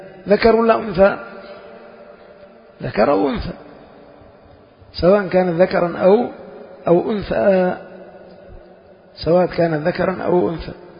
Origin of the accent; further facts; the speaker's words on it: Yemen; يعني عندنا في اليمن شخص تقول من رجال